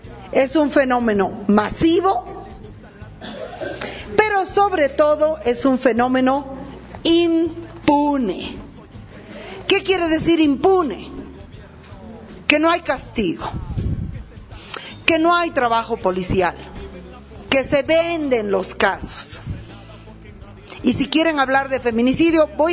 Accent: Bolivia; Yo, como boliviana, considero

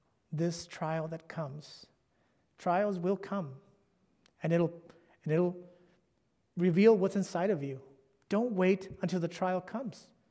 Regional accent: California, United States; And I'm from California.

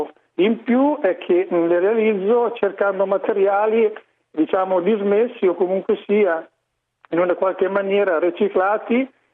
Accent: Marche, Italy; io sono marchigiano, vado da Riccione fino a San Benedetto

